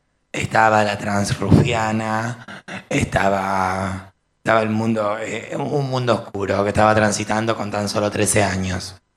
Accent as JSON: {"language": "Spanish", "region": "Mendoza", "country": "Argentina", "lives_now": "Buenos Aires, Argentina", "said": "también quiero aclarar que vengo de Mendoza, que vengo desde muy lejos, y que siempre supe que había alguna posibilidad acá en Buenos Aires, y de hecho la tuve."}